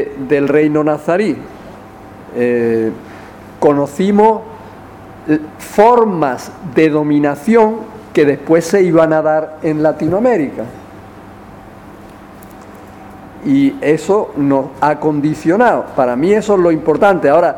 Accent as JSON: {"language": "Spanish", "region": "Andalusia", "country": "Spain", "said": "Esa nuestra liberación es una liberación como trabajadores, también como andaluces y también como mujeres."}